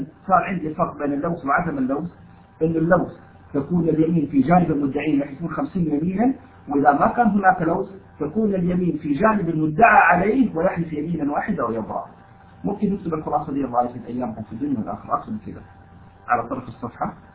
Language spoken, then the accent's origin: Arabic; Taif, Makkah Province, Saudi Arabia; now in Jeddah, Saudi Arabia; لأنه أنا من أهل الطائف وشغال في جدة،